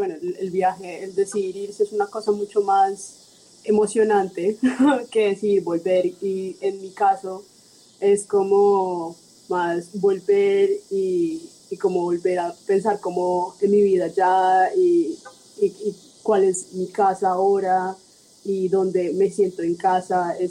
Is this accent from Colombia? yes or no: yes; Bogotá, Colombia; yo nací en Bogotá hace 25 años, me crié en Bogotá, pero toda mi familia es de los Santanderes